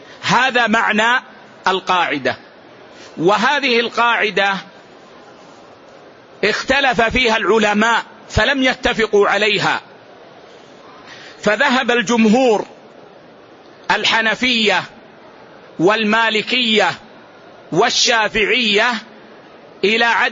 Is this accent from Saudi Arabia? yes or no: yes; Saudi Arabia; يعني مثلا اليوم عندنا في السعودية